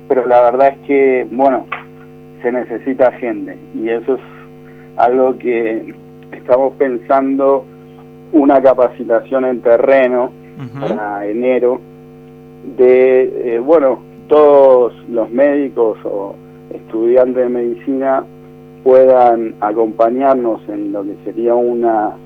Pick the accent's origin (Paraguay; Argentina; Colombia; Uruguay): Argentina; Buenos Aires; Yo soy de Buenos Aires, sí.